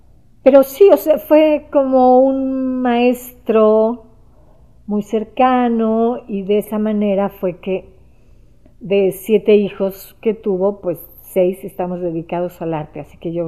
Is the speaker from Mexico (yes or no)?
yes; Mexico; born there; nací aquí en México